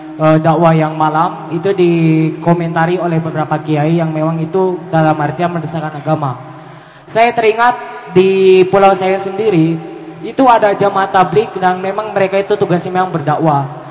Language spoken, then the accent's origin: Indonesian; East Nusa Tenggara, Indonesia; saya dari Nusa Tenggara Timur.